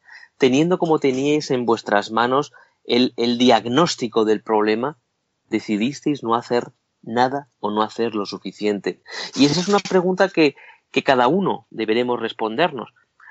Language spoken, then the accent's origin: Spanish; Spain; Yo soy castellano